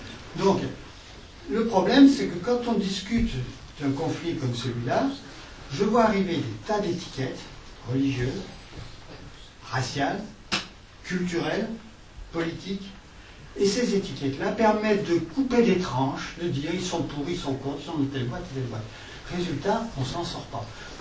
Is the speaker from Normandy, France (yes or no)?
no; Marseille, Provence-Alpes-Côte d'Azur, France; si je discutais avec un Aixois, j'étais marseillais. Si je discutais avec un Parisien, je suis provençal. Si je discute avec un Allemand, je suis français. Avec un Américain, je suis européen